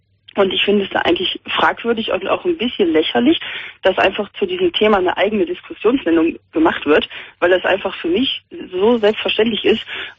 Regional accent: Cologne, North Rhine-Westphalia, Germany; ich komme ja auch aus Köln

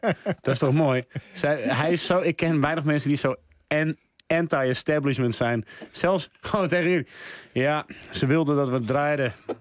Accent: Amsterdam, North Holland, Netherlands; Ja, ik ben een beetje opgegroeid in het Schuim in Amsterdam.

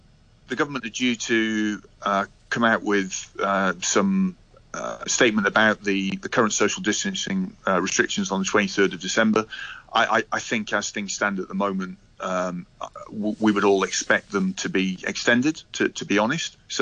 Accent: Scotland, United Kingdom; But as a Scot, I mean, sort of Hogmanay, New Year's Eve is always, you know, traditionally been a big night, a big celebration

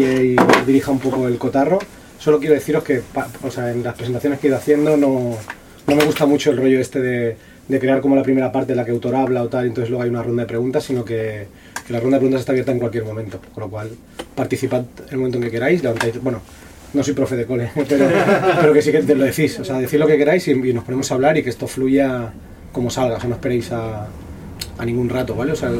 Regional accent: Catalonia, Spain; No me digáis que había una cima barata, que soy catalán.

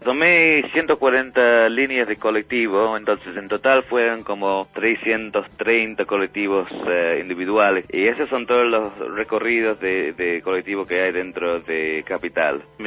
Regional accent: Manchester, North West England, United Kingdom; also born or lived in Sheffield; now in Argentina; Nací en Sheffield y me crié en el sur de Manchester.

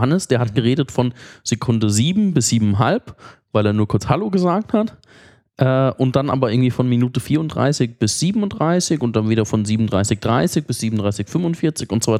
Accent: Munich, Bavaria, Germany; Und wenn du halt als Münchner nach Berlin kommst, das ist einfach.

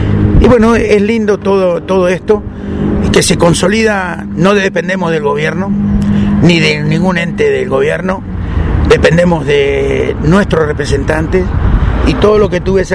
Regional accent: Argentina; born there; Soy argentino de nacimiento

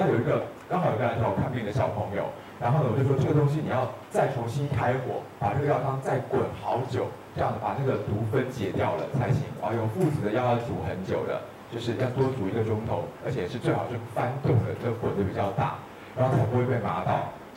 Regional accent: Taiwan; 他们我台湾人叫什么普林还是什么东西

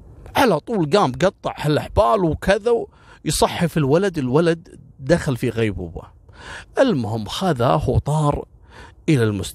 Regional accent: Kuwait; إحنا عندنا في الكويت

